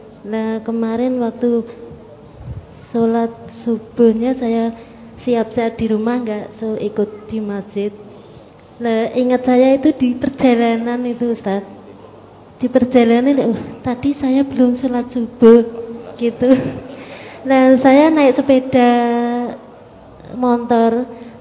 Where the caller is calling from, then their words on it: Gemolong, Central Java, Indonesia; Mau saya dari Gemolong